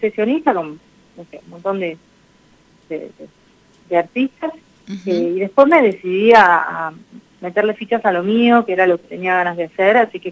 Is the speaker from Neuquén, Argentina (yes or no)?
no; Buenos Aires, Argentina; Yo estoy viviendo en este momento en Parque Patricios, pero soy oriunda de Mataderos y Bajo Flores, uh-huh, de esa zona. Pero ahora vivo por Parque Patricios.